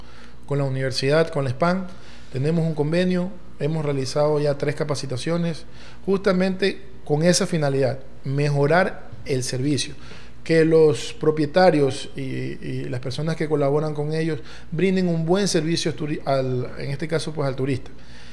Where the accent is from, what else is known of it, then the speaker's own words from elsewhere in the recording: Chone, Manabí, Ecuador; Visiten Chone y no se olviden de algo, yo soy de Chone.